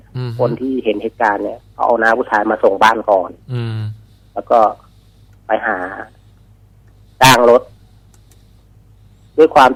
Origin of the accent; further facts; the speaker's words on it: Udon Thani, Thailand; บ้านเกิดเลยครับ